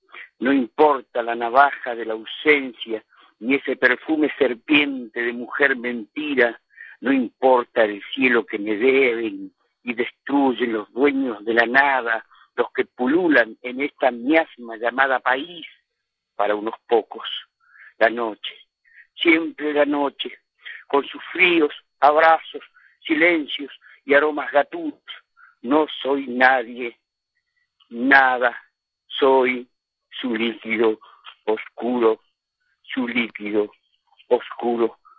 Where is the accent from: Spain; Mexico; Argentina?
Argentina; Tierra del Fuego; also born or lived in Ushuaia; Si bien nací en Ushuaia, me crecí en la parte norte de la isla de Tierra del Fuego, donde es mucho más Patagonia, más estepa, me crecí en el campo.